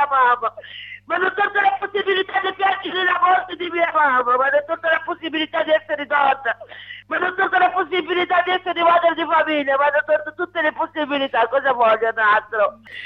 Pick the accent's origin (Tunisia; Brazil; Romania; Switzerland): Tunisia; moved away as an adult; now in Italy; 24 anni che sono scappata dalla Tunisia, non sono tornata.